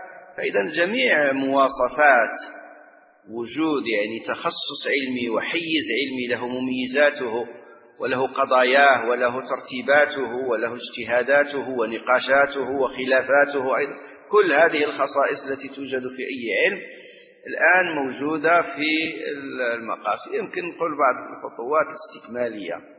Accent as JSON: {"language": "Arabic", "country": "Morocco", "said": "نحن عندنا في المغرب من سنة من من من نحو 30 سنة تقريبا"}